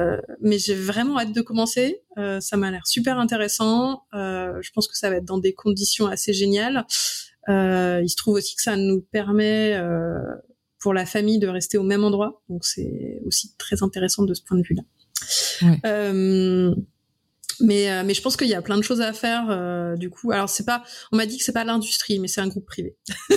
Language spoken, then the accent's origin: French; Brittany, France; now in Lyon, France; Moi, je suis bretonne. C'est blanc. Ça doit être du granit.